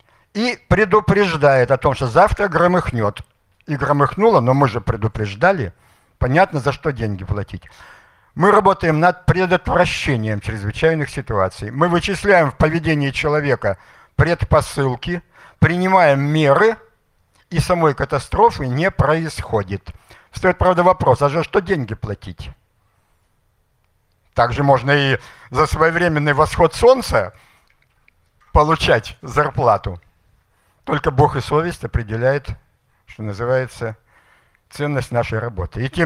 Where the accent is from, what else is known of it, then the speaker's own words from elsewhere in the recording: Yekaterinburg, Sverdlovsk Oblast, Russia; я сам из Екатеринбурга.